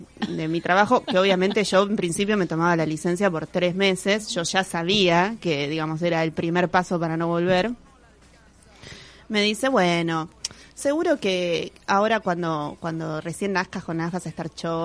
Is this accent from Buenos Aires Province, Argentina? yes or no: yes; San Isidro, Buenos Aires Province, Argentina; si bien nací en Parque Patricios, me crié casi toda mi vida en San Isidro, lugar que odié toda mi vida.